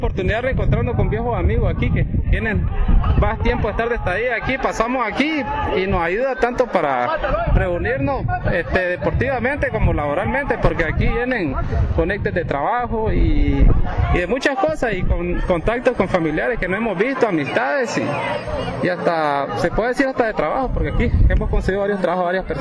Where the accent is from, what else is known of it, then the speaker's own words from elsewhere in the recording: Tipitapa, Managua, Nicaragua; soy de Tipitapa, un saludo muy especial a toda mi familia en Tipitapa